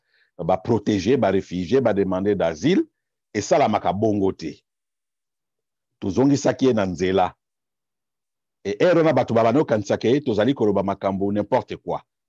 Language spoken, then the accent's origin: French; DR Congo; je suis congolais. 100%.